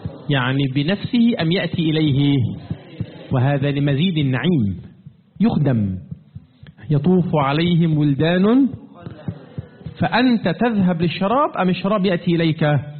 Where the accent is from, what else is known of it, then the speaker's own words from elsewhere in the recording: Egypt; لا أعرف يا أخوانا كيف الحال في بلادكم، لكن عندنا في مصر قديما كان موجود ماذا؟